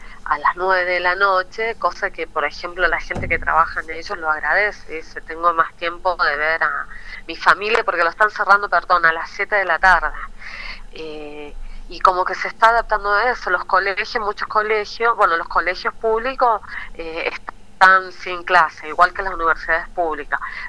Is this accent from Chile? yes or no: yes; Chile; acá estamos, también somos chilenos, véanos, porque nosotros también queremos ser parte de este pueblo